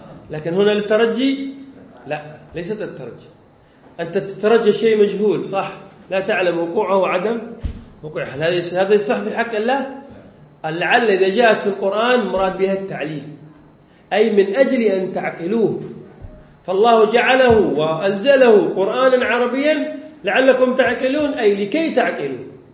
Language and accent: Arabic; Yemen; now in Indonesia; حتى عندنا في اليمن نعاني من هذه المشكلة، يعني طلاب العلم فلا يحبون النحو، هنا في اندونيسيا لا بأس